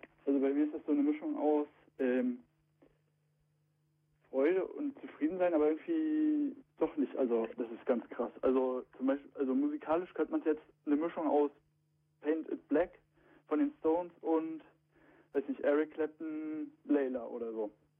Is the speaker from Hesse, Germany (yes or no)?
no; Mecklenburg-Vorpommern, Germany; ich komme aus MV, habe ich vielleicht ein paar weniger Chancen.